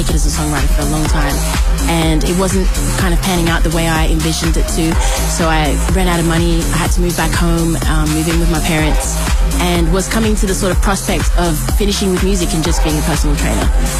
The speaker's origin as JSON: {"language": "English", "town": "Sydney", "region": "New South Wales", "country": "Australia", "said": "I'm from Australia, from Sydney."}